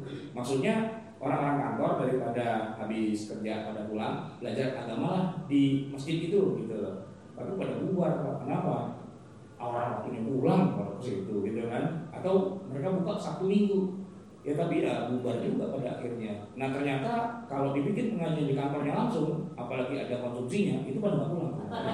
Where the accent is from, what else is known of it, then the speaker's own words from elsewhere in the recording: Jakarta, Indonesia; Saya ini orang Betawi asli, kampung saya di sini Kuningan Kelurenan.